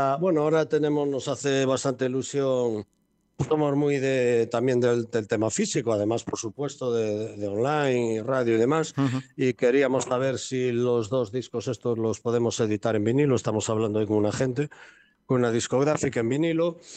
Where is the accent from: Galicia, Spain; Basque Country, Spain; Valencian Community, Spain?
Galicia, Spain; porque todos los músicos de la banda somos gallegos